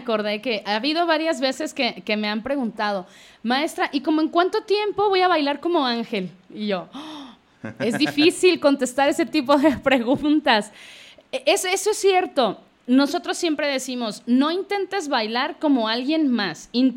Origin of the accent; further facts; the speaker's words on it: Mexico; No sé por qué como mexicanos siempre dejamos todo para el final.